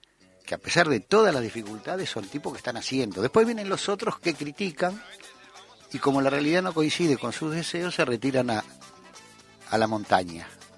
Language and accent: Spanish; Uruguay; se hablan de restringir la opinión, como somos uruguayos, de restringir la opinión política sobre el proceso argentino